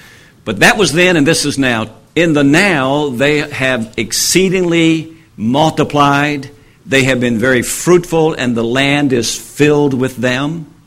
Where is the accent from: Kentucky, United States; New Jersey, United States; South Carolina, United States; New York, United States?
Kentucky, United States; Winchester; I remember, I tell people, I owned Winchester, Kentucky, my hometown.